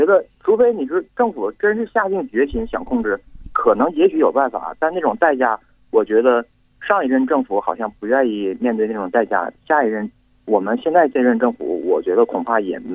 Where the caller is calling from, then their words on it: Panjin, Liaoning, China; 辽宁，我是在辽宁盘锦。